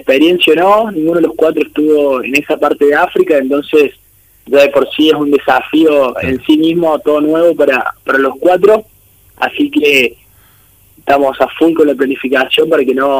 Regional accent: Córdoba, Argentina; Yo soy de Córdoba Capital

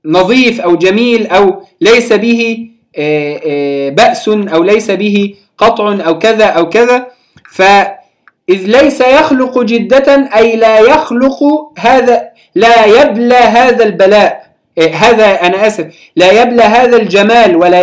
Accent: Palestine; في بلادنا فلسطين نسميها

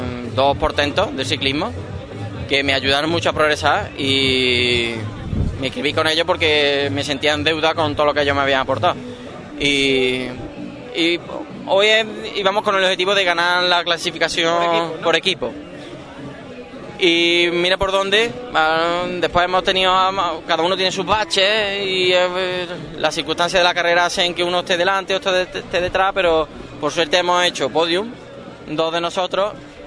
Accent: Puente Genil, Andalusia, Spain; Yo soy de Puente Genil, allí lo máximo que aspiro son olivos, sí, y membrillo.

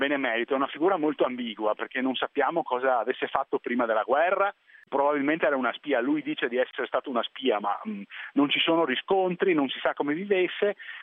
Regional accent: Venice, Veneto, Italy; io siccome sono di Venezia non posso che dire

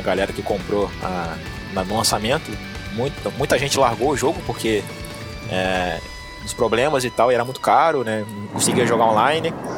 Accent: Minas Gerais, Brazil; accent: mixed; Pior que nem sou, cara, sou mineiro.

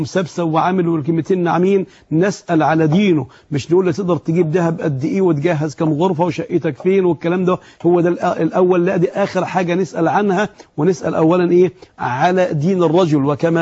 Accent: Egypt; الذهب يا أحباب في العرف بتاعنا احنا كمصريين

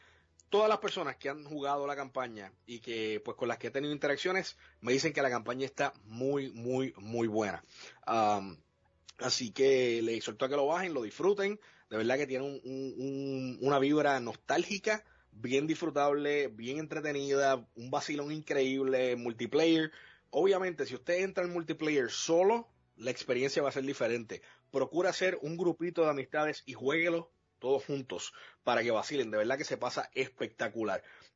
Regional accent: Puerto Rico; nosotros somos de Puerto Rico, pero nuestra comunidad es internacional

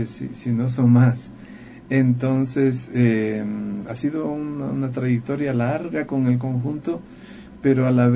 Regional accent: Loja, Ecuador; a cantar en mi ciudad Loja. Soy de la ciudad, nací en Loja.

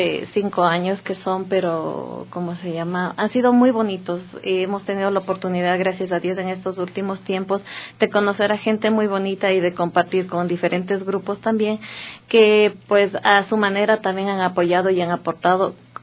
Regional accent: Ecuador; creo que como ecuatorianos somos muy amables, somos muy colaboradores

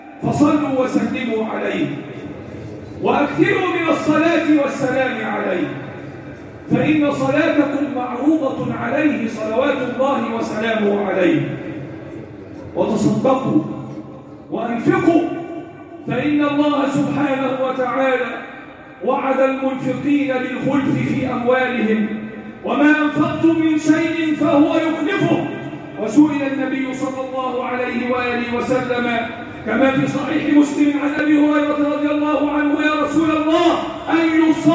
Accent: Egypt; اللهم احفظ بلدنا مصر وسائر بلاد

